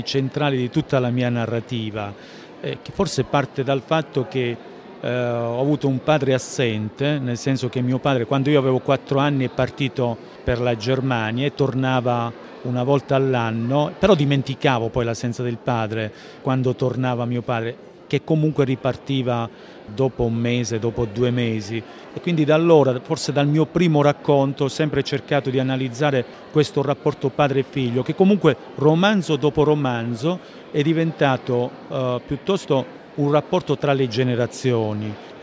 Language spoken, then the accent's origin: Italian; Calabria, Italy; una collina dell'Alto Crotonese che si trova tra Cirò Marina e il mio paese d'origine, quindi una collina che si affaccia sullo Ionio, che io ho visto, si può dire, da sempre.